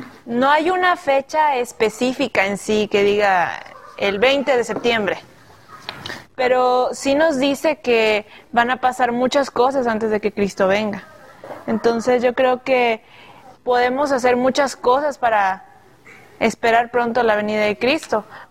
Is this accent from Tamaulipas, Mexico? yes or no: yes; Reynosa, Tamaulipas, Mexico; Soy de la ciudad de Reynosa, Tamaulipas y tengo 18 años.